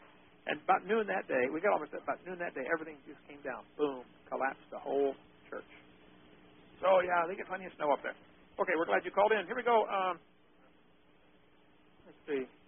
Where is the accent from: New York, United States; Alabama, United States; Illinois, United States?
Illinois, United States; I was born and raised in Illinois. We almost moved to Ohio as a kid.